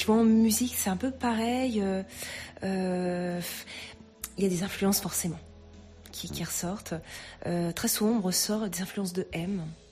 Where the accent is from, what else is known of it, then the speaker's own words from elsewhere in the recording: Châteauroux, Centre-Val de Loire, France; Alors moi, je viens du centre de la France, plus sur Châteauroux, en fait.